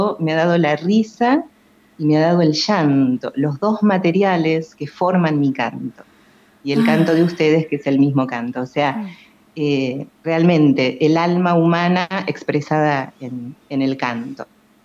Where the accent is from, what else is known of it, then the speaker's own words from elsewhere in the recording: Buenos Aires, Argentina; moved away as an adult; now in Villa Elisa, Argentina; Yo nací, crecí en Buenos Aires y me formé allí. Nací en el barrio de Almagro, hermoso barrio, y a los 21 años más o menos me instalé aquí en Villa Elisa, donde formé mi familia